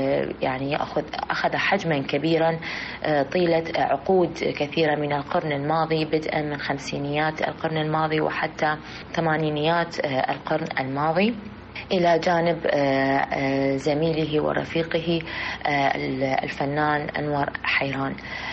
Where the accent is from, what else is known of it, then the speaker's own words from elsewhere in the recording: Iraq; يرتقي بهذا الفن في بلدنا العراق